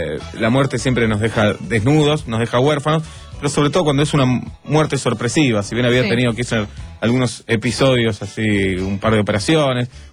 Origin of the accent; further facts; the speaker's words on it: Argentina; Qué país extraño que somos, qué cosas raras nos pasan como argentinos, ¿no?